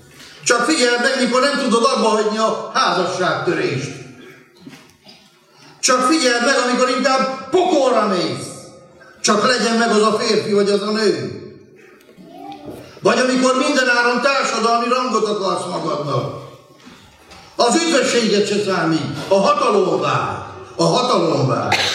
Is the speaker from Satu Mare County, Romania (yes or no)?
no; Săcueni, Bihor, Romania; Ahogy felnőttem Székelyhídon, ahonnan származom